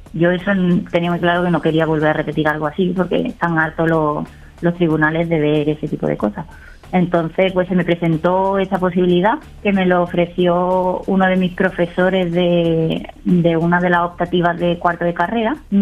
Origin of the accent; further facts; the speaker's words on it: Málaga, Andalusia, Spain; also born or lived in Algeciras; Soy malagueña, nací en Málaga, pero decidí estudiar en Algeciras